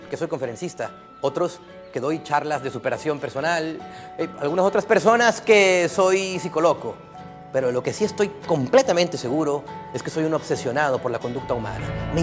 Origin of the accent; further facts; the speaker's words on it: Mexico; soy mexicano y mi país está en mi sangre.